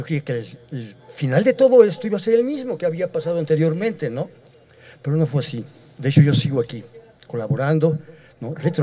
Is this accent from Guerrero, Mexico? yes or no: no; Iztapalapa, Mexico City, Mexico; Yo no soy de aquí, yo vengo de México, de Iztapalapa. Estoy en Iztapalapa, en Xochimilco y todo eso.